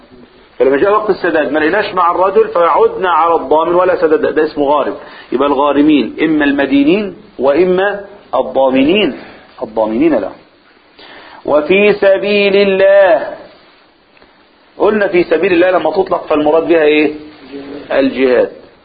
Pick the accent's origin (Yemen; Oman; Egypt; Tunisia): Egypt; احنا عندنا في مصر نكتة يعني فكاهة